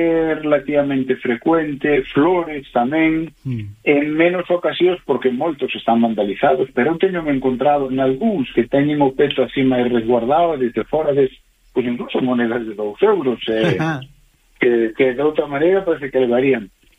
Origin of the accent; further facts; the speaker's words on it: Galicia, Spain; porque somos galegos e estamos falando para un público mayoritariamente galego